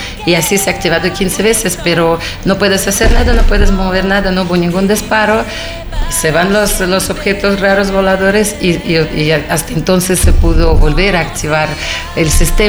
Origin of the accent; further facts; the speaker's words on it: Saint Petersburg, Russia; Spanish is a second language; en Rusia, en mi tierra, en San Petersburgo